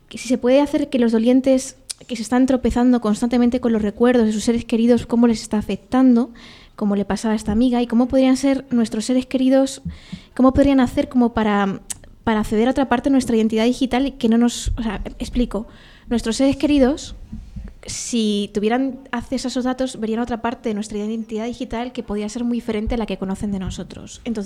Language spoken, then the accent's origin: Spanish; Castilla-La Mancha, Spain; Porque yo soy manchega, Y nuestra cultura de la muerte es bastante potente.